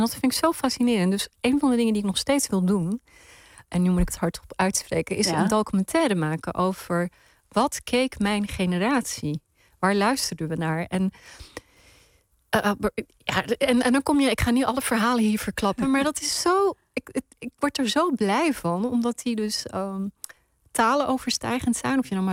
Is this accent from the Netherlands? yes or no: yes; Netherlands; Maar later pas ontdekte ik dat mijn jeugd in Nederland, dat ik daarin iets gemeenschappelijks heb